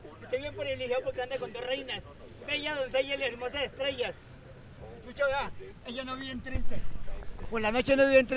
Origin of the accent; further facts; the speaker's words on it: Cali, Valle del Cauca, Colombia; Ah, caleño, yo también soy caleño.